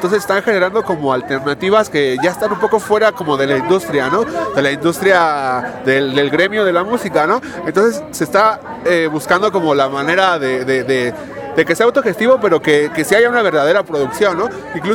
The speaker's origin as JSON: {"language": "Spanish", "country": "Mexico", "said": "ese estándar de calidad que debemos de cubrir como mexicanos"}